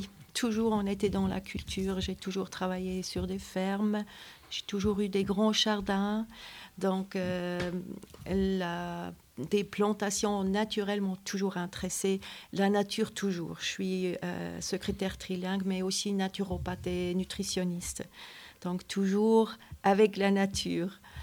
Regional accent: German-speaking Switzerland, Switzerland; now in France; nous venons de la Suisse alémanique. Mais ça fait déjà presque 30 ans qu'on est ici en secondaire et principal.

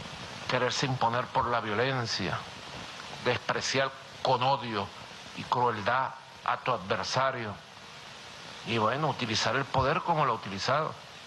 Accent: Venezuela; somos los venezolanos y venezolanas que hemos sido víctimas de su locura

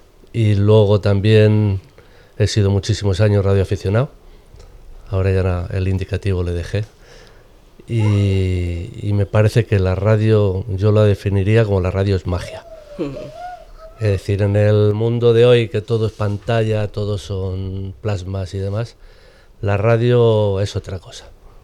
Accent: Perales, Community of Madrid, Spain; yo soy de Perales, aunque llevo viviendo en Perales solamente 8 años. Es decir, yo tenía que haber nacido en Morata, porque mis padres vivían en Morata. Pero mi madre vino a dar a luz a Perales, que es donde vivían mis abuelos.

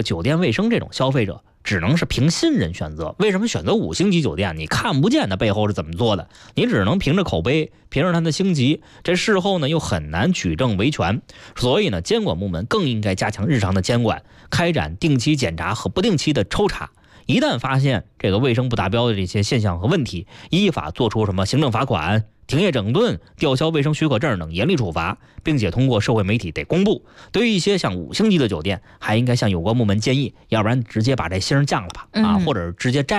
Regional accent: Beijing, China; 作为一个北京人啊

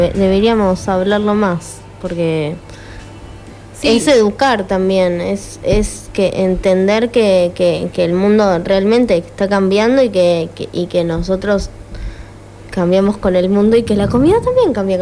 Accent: Trelew, Chubut, Argentina; Yo justamente soy de Trelew, entonces cuando estábamos investigando, yo recuerdo que en el colegio lo hablábamos siempre

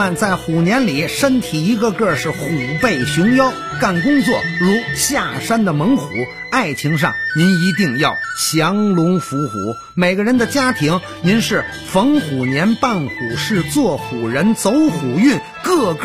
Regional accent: China; 作为中国人有一种自豪感

